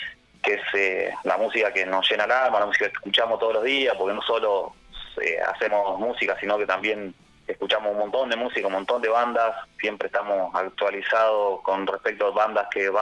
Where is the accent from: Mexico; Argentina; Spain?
Argentina; Choele Choel, Río Negro; nosotros arrancamos viviendo, nosotros somos de Cholechuel, sí. Río Negro